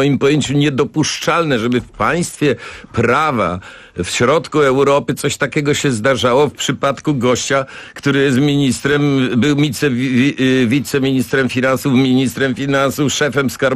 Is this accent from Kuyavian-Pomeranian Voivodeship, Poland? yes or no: no; Kraków, Lesser Poland, Poland; mnie wstyd, bo jestem z Krakowa, chodzę koło tych kamienic.